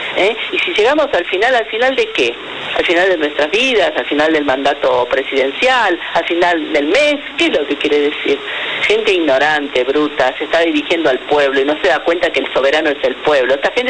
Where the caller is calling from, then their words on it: Olivos, Buenos Aires Province, Argentina; de Olivos.